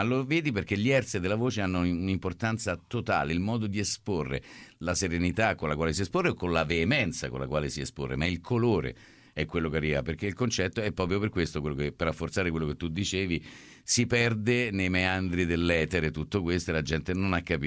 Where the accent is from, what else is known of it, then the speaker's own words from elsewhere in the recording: Rome, Lazio, Italy; io sono romano